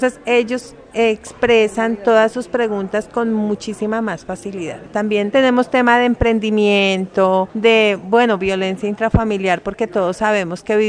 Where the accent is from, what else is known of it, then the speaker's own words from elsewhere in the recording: Boyacá, Colombia; now in Bogotá, Colombia; Yo soy boyacense, pues vivo en Bogotá, pero soy boyacense y por mi región se consume mucho el maíz.